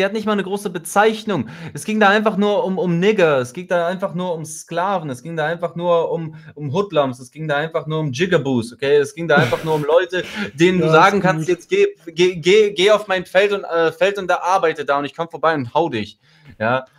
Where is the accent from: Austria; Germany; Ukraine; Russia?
Russia; Ich komme ja aus Russland so